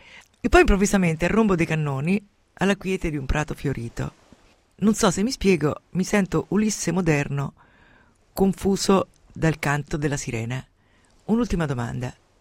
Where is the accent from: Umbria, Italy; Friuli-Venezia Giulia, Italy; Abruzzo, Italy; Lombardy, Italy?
Umbria, Italy; In un passato recente il vetriolo era la vendetta più economica, per esempio nel mio paese umbro.